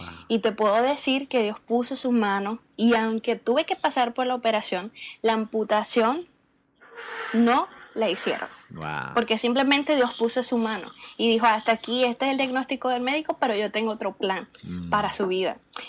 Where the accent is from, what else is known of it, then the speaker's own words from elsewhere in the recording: Puerto Rico; yo soy, como mencioné, de Puerto Rico. Fui nacida y crecida en el Evangelio.